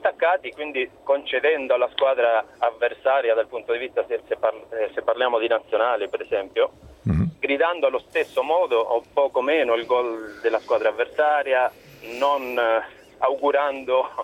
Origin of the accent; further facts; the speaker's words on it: Argentina; now in Italy; sono argentino, vivo in Italia da 20 anni